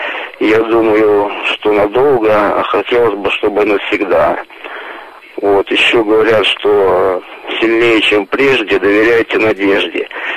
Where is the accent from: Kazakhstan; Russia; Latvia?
Russia; Volga region; born there; Я сам родился на Волге